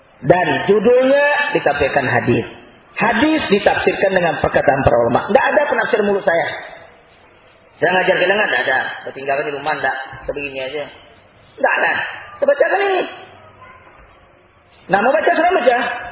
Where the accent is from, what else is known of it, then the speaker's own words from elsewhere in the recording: West Sumatra, Indonesia; Ada pepatah orang saya, orang Minang.